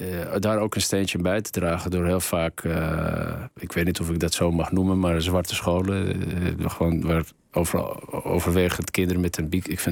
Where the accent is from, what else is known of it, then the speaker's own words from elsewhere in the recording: Amsterdam, North Holland, Netherlands; ik kom zelf uit Amsterdam, hier aan de Eversestraat.